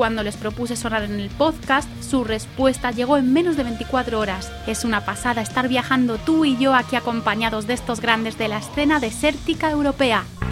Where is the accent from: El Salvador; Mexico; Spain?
Spain; Valladolid, Castile and León; Estamos en mi tierra, Pucela para muchos, ciudad agridulce para tantos otros